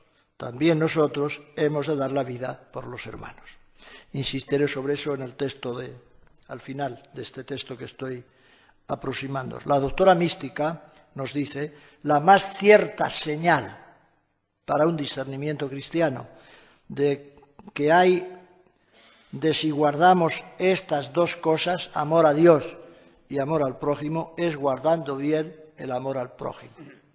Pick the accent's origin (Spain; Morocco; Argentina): Spain; Castile and León; yo entiendo muy bien como castellano viejo, que los que se iban a confesar viejos se encapotaban con el cura, porque no había estos confesionarios en mi pueblo